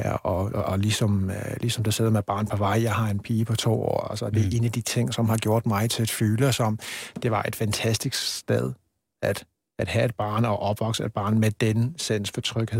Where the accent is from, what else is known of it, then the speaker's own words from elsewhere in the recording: England, United Kingdom; now in Denmark; som er noget, jeg ikke oplevede, da jeg var hjemme i England, men så kom jeg her og fandt ud af